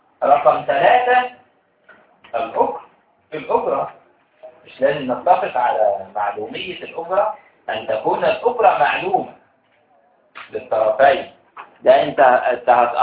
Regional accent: Egypt; على الوقت اللي موجود عندنا في مصر بالذات

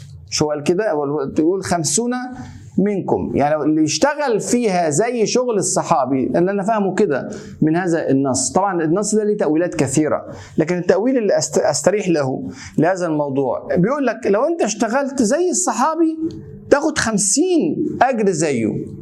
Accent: Egypt; زي ما كان يقول عندنا في مصر اتعشت

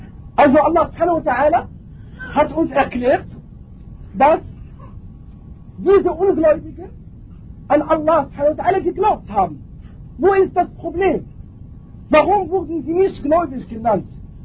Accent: Morocco; German is a second language; ich selber, ich komme aus Marokko, wir haben ein Gebiet in Marokko

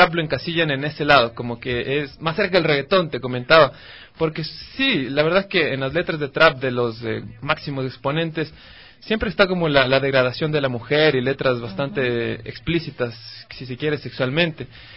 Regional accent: Quito, Pichincha, Ecuador; súper quiteño. Mis papás quiteños, yo quiteño y hasta donde conozco el árbol genealógico soy bien quiteño.

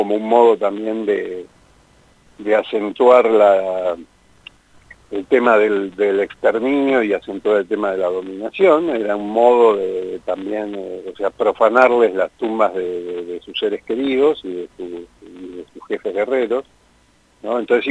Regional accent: Villa Gesell, Buenos Aires Province, Argentina; yo vivo en Villa Gesell, soy de Gesell

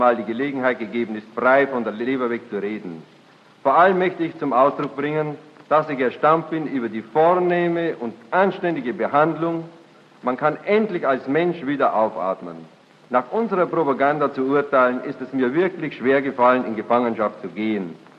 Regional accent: Bavaria, Germany; Ich bin aus Bayern und befinde mich in amerikanischer Kriegsgefangenschaft.

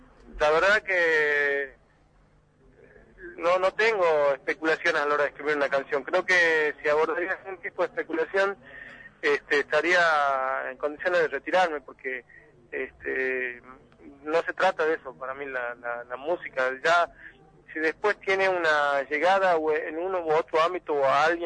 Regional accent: Santiago del Estero, Argentina; yo pertenezco a una zona de Santiago del Estero que está muy ligada también al corredor cultural cuyano, que parte de La Rioja de Catamarca. De hecho, toda mi familia es de origen catamarqueño, afincada como muchas otras familias de Frías, afincadas en la provincia de Santiago del Estero.

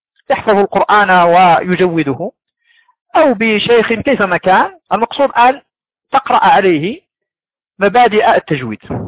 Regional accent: Morocco; عندنا في المغرب

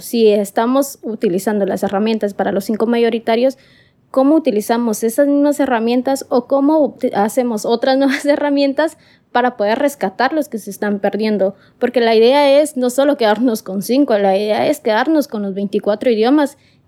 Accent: Guatemala; soy de Guatemala

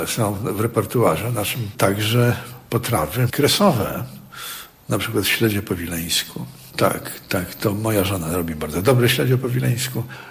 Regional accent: Gdańsk, Pomeranian Voivodeship, Poland; taką część Gdańska, która cudem uniknęła zniszczeń wojennych. I w związku z tym ja mogłem w dzieciństwie i we wczesnej młodości poznać uroki miasta secesyjnego.

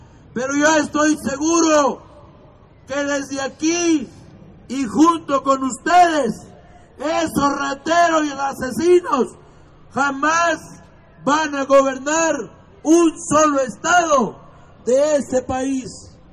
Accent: Mexico; nosotros como mexicanos tengamos que vivir dignamente en nuestro país

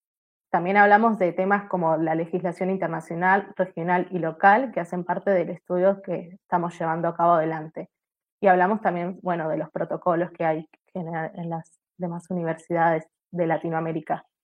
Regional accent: Neuquén, Argentina; Yo, por ejemplo, soy de Argentina y soy de la ciudad de Neuquén

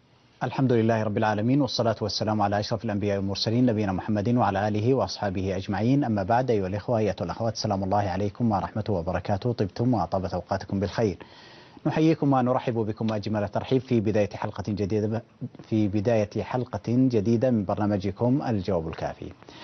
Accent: Saudi Arabia; مصلحة شعوب أو شعب بلدنا المملكة العربية السعودية

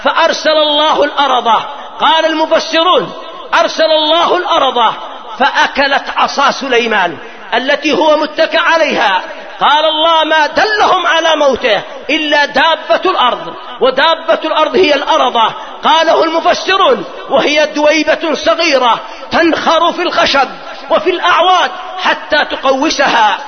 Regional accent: Yemen; وإما هو مشهور عندنا في اليمن من الدجال صاحب بيت الفقيه

